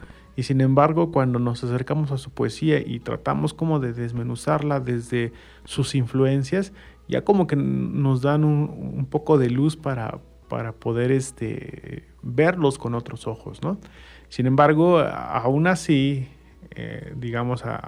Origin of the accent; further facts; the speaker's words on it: Mexico; un cierto sabor en el imaginario colectivo como mexicanos, ¿no?